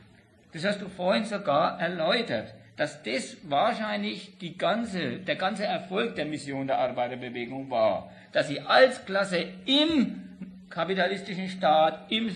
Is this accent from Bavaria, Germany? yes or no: yes; Bavaria, Germany; Ich komme aus Michelin